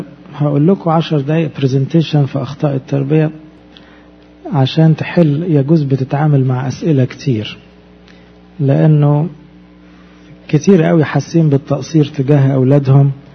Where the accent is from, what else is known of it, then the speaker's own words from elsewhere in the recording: Egypt; زي مثلا اب عندنا في مصر يقول لابنه في الجامعة ترجع لي الساعة 10